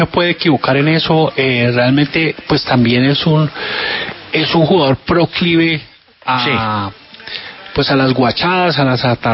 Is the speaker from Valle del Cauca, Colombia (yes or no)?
yes; Zarzal, Valle del Cauca, Colombia; Yo soy muy colombiano en eso, yo soy de Zarzal.